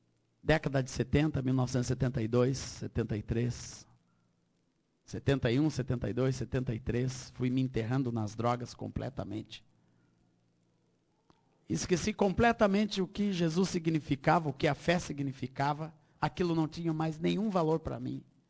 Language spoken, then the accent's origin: Portuguese; Rio Grande do Sul, Brazil; also born or lived in Minas Gerais; Eu nasci no Rio Grande, em Minas Gerais. Com a idade de 7 anos, meus pais foram para o Rio Grande do Sul e nunca mais saíram. Meu pai era militar, oficial do Exército brasileiro. E ali eu cresci, me criei